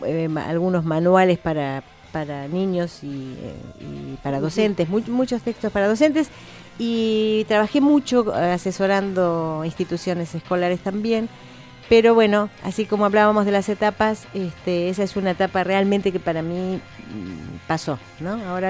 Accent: Bahía Blanca, Buenos Aires Province, Argentina; born there; yo nací en Bahía

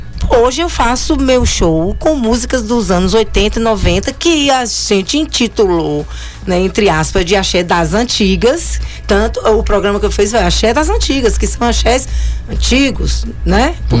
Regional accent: Bahia, Brazil; tive um pouquinho porque sou baiana

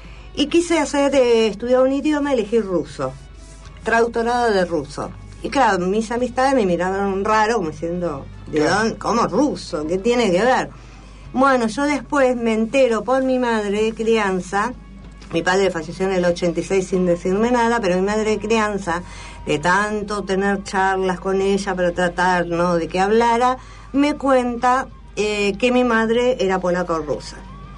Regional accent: La Plata, Buenos Aires Province, Argentina; born there; Me entero que yo, aunque figuro nacida en Capital, nací en La Plata.

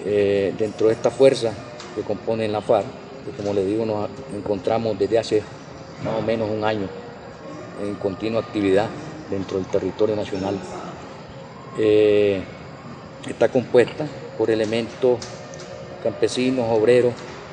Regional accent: Nicaragua; como nicaragüenses estamos dispuestos a aceptar la integración de todas las fuerzas en combate

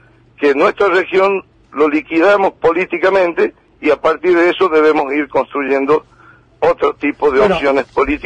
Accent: Argentina; las esperanzas que tenemos todos como argentinos

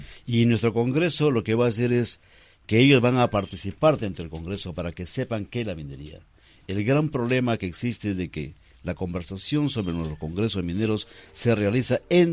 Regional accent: Peru; somos todos los peruanos, la sociedad civil.

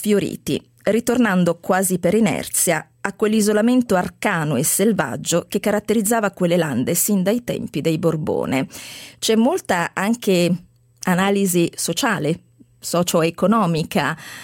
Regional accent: Apulia, Italy

